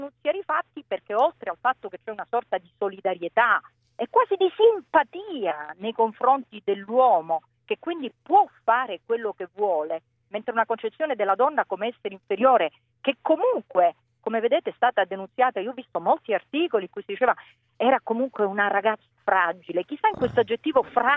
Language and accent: Italian; Palermo, Sicily, Italy; sono nata a Palermo, ho vissuto 30 anni a Palermo, quindi lo dico da persona del Sud.